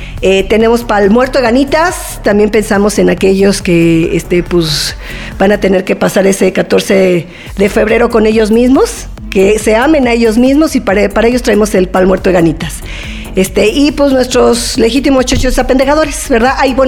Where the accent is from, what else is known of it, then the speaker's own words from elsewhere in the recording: Mexico; Yo soy mexicana